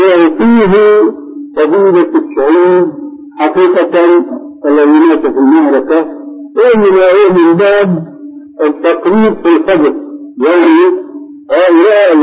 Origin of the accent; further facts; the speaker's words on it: Syria; عندنا في سوريا كان شاهد قصه رجل في الحرب